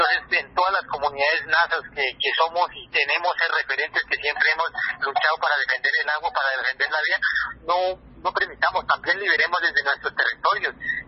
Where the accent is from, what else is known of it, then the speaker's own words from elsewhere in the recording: Cauca, Colombia; como decimos nosotros en el norte del Cauca